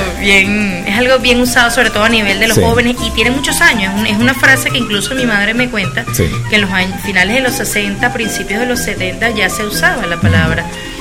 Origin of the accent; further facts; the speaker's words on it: Guadalajara, Jalisco, Mexico; De Guadalajara, sí, señor.